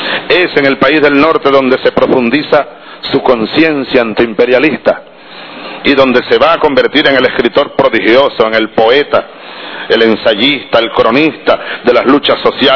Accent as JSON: {"language": "Spanish", "country": "Venezuela", "said": "los venezolanos somos libres, los sudamericanos somos libres."}